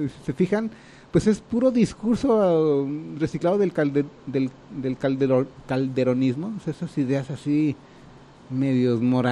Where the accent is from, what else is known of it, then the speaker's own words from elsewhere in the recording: Mexico; mi crítica así como muy, pues muy humilde, y más como mexicano, ¿no?